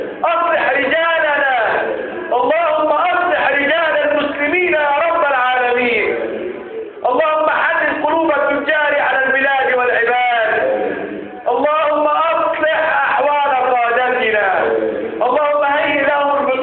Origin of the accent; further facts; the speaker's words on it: Egypt; اجعل بلدنا مصر بلدا امنا مطمئنا